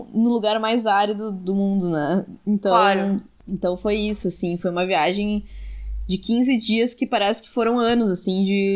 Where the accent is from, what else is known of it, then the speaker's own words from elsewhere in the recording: Carlos Barbosa, Rio Grande do Sul, Brazil; now in Porto Alegre, Brazil; Eu sou de Carlos Barbosa, na Serra Gaúcha.